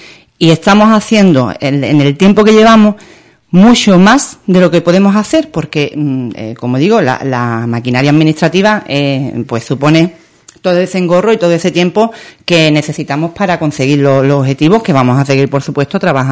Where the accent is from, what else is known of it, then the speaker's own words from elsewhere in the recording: Ubrique, Andalusia, Spain; yo le pediría que al quien tenga la información que pueda darle una oportunidad a mi pueblo para conseguir un asunto contra la Junta de Andalucía, que me lo traiga.